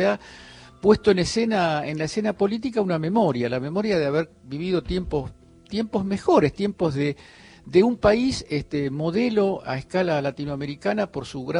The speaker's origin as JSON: {"language": "Spanish", "country": "Argentina", "said": "estaba tramitando mi doble ciudadanía. Yo soy también italiano, aparte de argentino."}